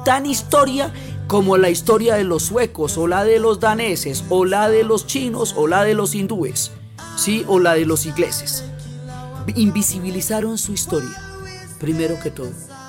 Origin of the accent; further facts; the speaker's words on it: Colombia; en nuestra historia y en nuestra propia percepción como colombianos, tenemos muchísima información europea